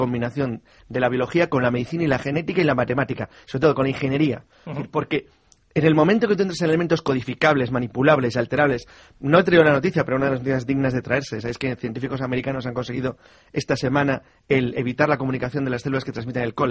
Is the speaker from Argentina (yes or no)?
no; Spain; los españoles somos muy bocazas